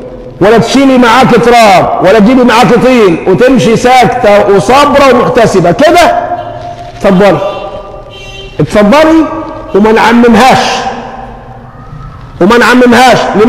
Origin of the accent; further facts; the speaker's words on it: Egypt; اللهم حول حالنا كمصريين إلى أحسن حال